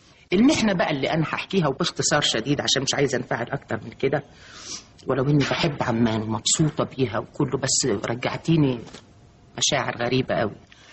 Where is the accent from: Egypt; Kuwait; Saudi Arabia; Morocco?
Egypt; Upper Egypt; هم ربوني هم عارفين ان انا ست صعيديه، بنت صعيديه ودغري وصادقه